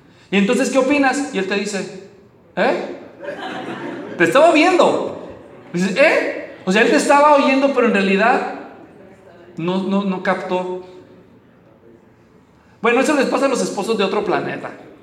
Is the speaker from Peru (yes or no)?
no; Guadalajara, Jalisco, Mexico; Yo crecí en Guadalajara y en el centro de la ciudad